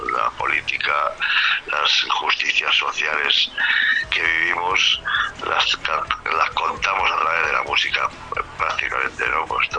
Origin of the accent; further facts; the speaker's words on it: Madrid, Community of Madrid, Spain; Nosotros somos de Madrid capital, de un barrio obrero de las afueras emisoras de Madrid, vamos, del centro de la capital, de Extra Radio. Pero bueno, ahora ya no habitamos, ya nos hemos ido a las afueras a vivir donde se puede